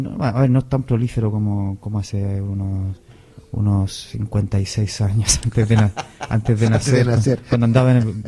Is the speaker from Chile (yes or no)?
yes; Chile; Yo que soy bien chileno.